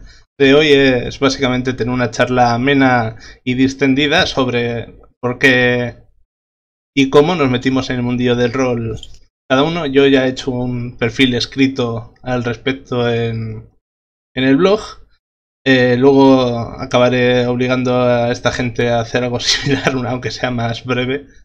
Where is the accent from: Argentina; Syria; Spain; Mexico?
Spain; Vitoria, Basque Country; yo soy de Vitoria, y como es el caso con Sayoa y con Ander.